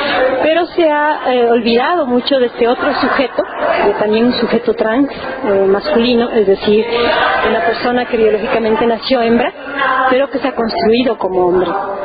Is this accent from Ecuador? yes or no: yes; Ecuador; soy ecuatoriana